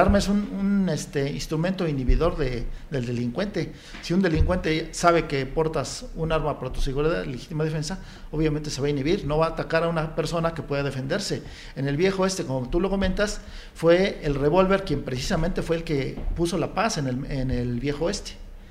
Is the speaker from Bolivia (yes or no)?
no; Mexico; nosotros como mexicanos